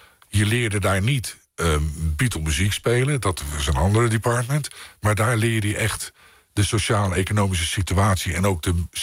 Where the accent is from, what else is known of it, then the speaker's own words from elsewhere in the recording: Rotterdam, South Holland, Netherlands; zeker als Rotterdammer, een geweldige stad.